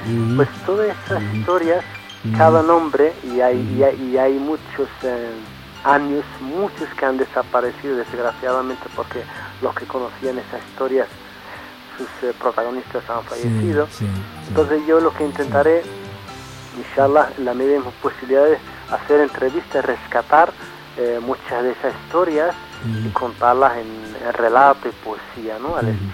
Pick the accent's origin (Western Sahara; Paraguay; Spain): Western Sahara; also born or lived in Cuba; hablar del pueblo saharaui